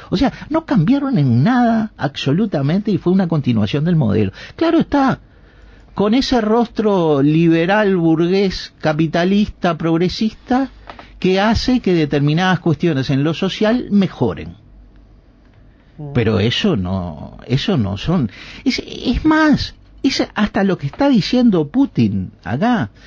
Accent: Neptunia, Canelones, Uruguay; Es de Parque del Plata, yo soy de Neptunia.

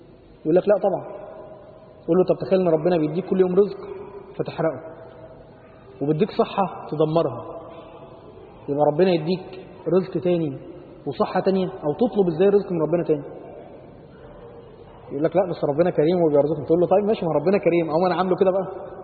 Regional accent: Upper Egypt, Egypt; زي الفرع عندنا في الصعيد كده لما بيبتدي ما بينتهيش بقى

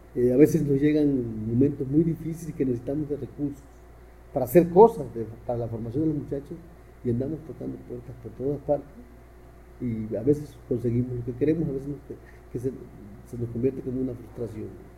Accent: Guerrero, Mexico; Soy de aquí, de la Costa Chica de Guerrero, México, y aquí me he desarrollado como político, como gestor

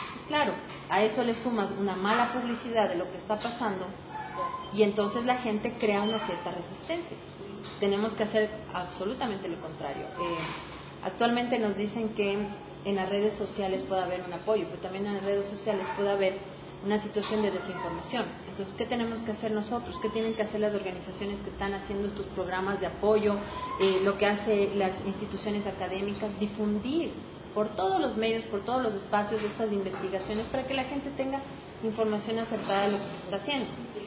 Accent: Ecuador; todos somos ecuatorianos.

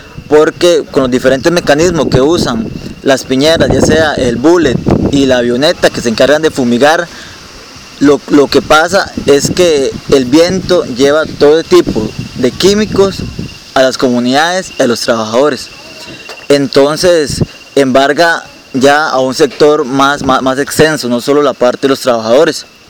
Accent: Upala, Alajuela, Costa Rica; soy de Upala

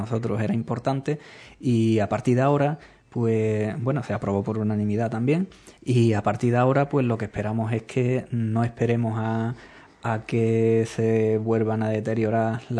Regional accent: Andalusia, Spain; Porque es nuestra tierra, son nuestras costumbres, somos nosotros, y como andaluces

